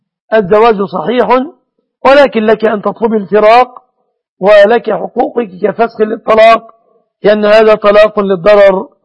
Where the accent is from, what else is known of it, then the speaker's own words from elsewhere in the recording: Egypt; بلادنا مصر